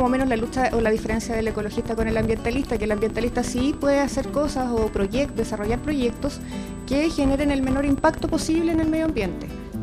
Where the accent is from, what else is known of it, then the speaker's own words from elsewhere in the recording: Puente Alto, Santiago Metropolitan Region, Chile; Sí, de toda la vida. Soy de la Vicente Pérez Rosales.